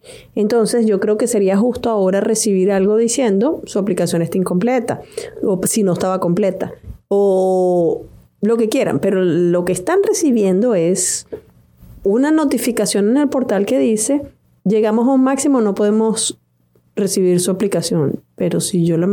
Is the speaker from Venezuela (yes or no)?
yes; Venezuela; Paola es colombiana y yo soy venezolana